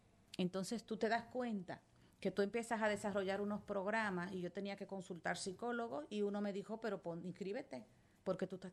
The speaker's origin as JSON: {"language": "Spanish", "town": "Salcedo", "region": "Hermanas Mirabal", "country": "Dominican Republic", "said": "Tú sabes que yo soy de Salcedo"}